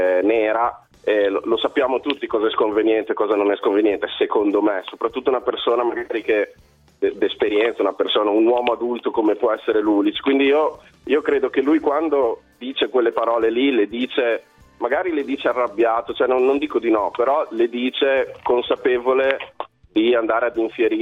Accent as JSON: {"language": "Italian", "town": "Modena", "region": "Emilia-Romagna", "country": "Italy", "said": "è di origine brasiliana, ma sono modenese."}